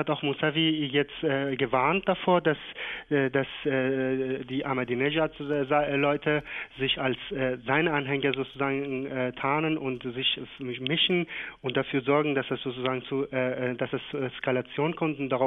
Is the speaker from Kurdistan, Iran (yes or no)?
no; Shiraz, Fars, Iran; auch in Shiraz, wo ich herkomme, mit der Stadt telefoniere ich auch.